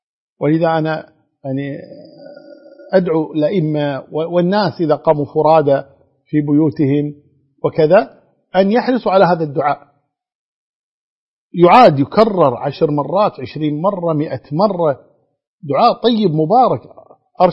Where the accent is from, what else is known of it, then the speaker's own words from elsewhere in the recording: Kuwait; وأظن الحمد لله عندنا في الكويت يعني الوزارة يعني مهيئة لهذا